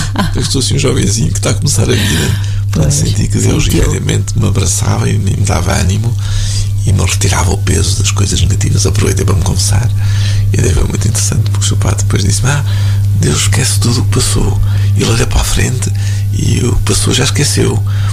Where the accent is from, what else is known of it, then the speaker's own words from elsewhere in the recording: Fataunços, Centre, Portugal; É Fataunços.